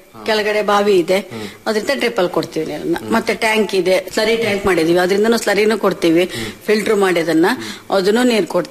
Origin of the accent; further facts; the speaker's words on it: Sagar, Karnataka, India; ನಮ್ಮೂರು ಸಾಗರ ಸರ್, ಸಾಗರ ಹಳ್ಳಿ ಸಿರಗುಪ್ಪೆ ಅಂತ.